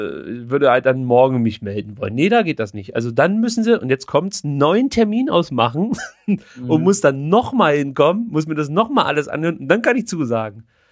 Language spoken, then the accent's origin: German; East Germany, Germany; ich bin in der DDR groß geworden. Ich bin letzten Endes nicht am Atomkraftwerk aufgewachsen, sondern im Atomkraftwerk.